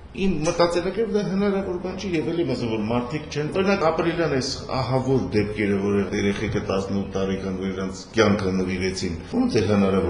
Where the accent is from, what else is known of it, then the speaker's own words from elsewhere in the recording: Yerevan, Armenia; Իսկ օրինակ, ես Երևանցի եմ եւ Երևանում ես շատ կուզեմ, որ նույն ձևի լինի, բայց այնպես չի։